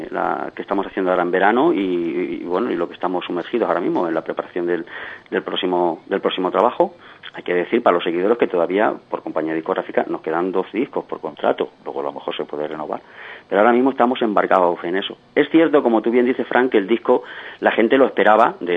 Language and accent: Spanish; Madrid, Community of Madrid, Spain; nosotros somos de Madrid